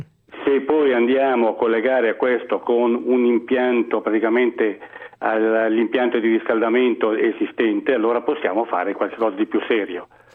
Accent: Lombardy, Italy; Sono un brianzolo, quindi sono poco distante da Milano.

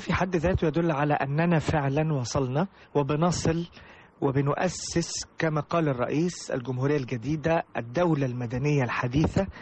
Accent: Egypt; نحاول نوطد علاقتنا ببعض كمصريين

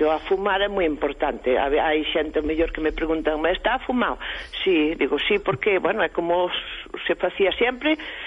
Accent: Baralla, Galicia, Spain; born there; Eu que nacín en Baralla pois nunca oíra falar da Androlla.

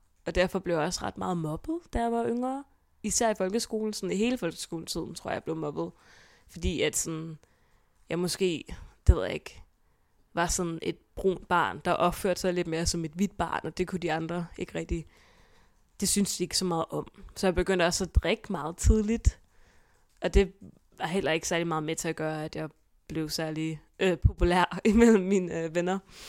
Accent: Hvidovre, Capital Region of Denmark, Denmark; born there; jeg blev født på Hvidovre Hospital i den 6. november i 2000

